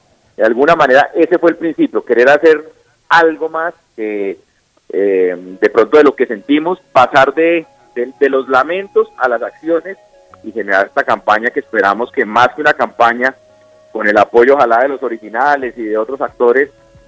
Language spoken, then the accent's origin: Spanish; Colombia; Así somos los colombianos, posiblemente.